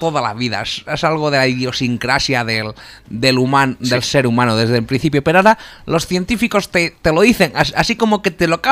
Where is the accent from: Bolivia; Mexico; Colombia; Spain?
Spain; Bueno, somos españoles, podemos ganar.